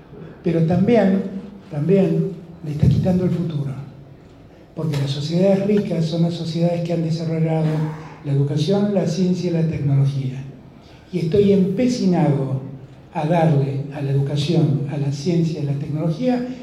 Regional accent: Buenos Aires, Argentina; yo soy porteño, y lo digo desde esta libertad que me doy

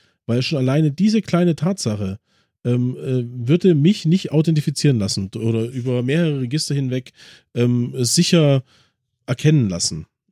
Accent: Chemnitz, Saxony, Germany; born there; mein Geburtsort ist Karl-Marx-Stadt. Gibt's nicht mehr. In meinem Ausweis steht Geburtsort Karl-Marx-Stadt, jetzt Chemnitz.

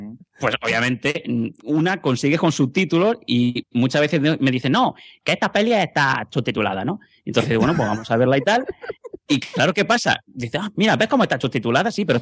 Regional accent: Catalonia, Spain; yo como buen catalán digo

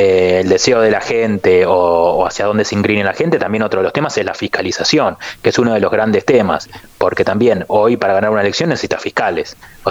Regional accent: Argentina; Yo creo, a ver, nosotros somos argentinos, yo no voy a dejar de ponerme de ese lugar.

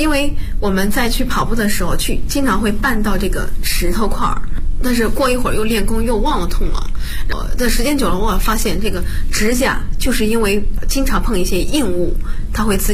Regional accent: Bozhou, Anhui, China; 我来自安徽亳州。

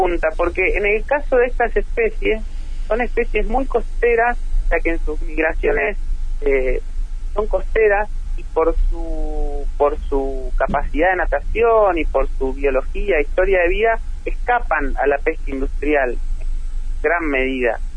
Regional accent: Neuquén, Argentina; Sí, yo soy oriundo de Neuquén, el año 99-2000 inicié mis estudios de biología

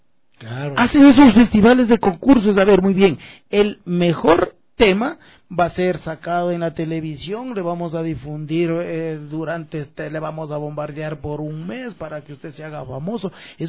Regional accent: Ecuador; nosotros como músicos ecuatorianos

